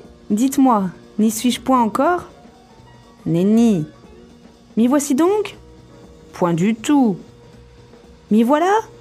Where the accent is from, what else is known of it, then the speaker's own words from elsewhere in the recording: La Rochelle, Nouvelle-Aquitaine, France; Alors moi je viens de La Rochelle, qui est entre Nantes et Bordeaux, sur la côte de l'océan Atlantique.